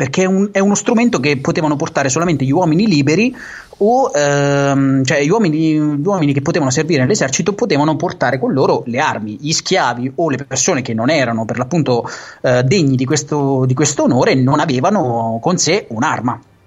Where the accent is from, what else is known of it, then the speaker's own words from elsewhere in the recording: Marche, Italy; accent: Marchigiano; io te parlo in marchigiano perché so, perché io so de Fermo, porca puttana. Cioè io vivo a Fermo, so de, so de Montefargo Appennino io